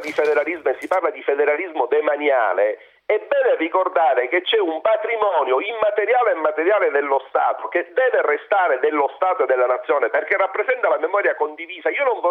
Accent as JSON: {"language": "Italian", "region": "Sicily", "country": "Italy", "said": "parlo da siciliano"}